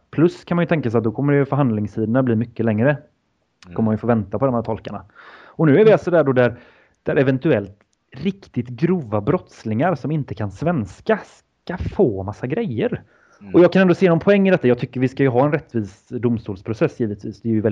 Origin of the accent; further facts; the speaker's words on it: Sweden; Men jag misstänker att som svensk är man kanske lite mer ärlig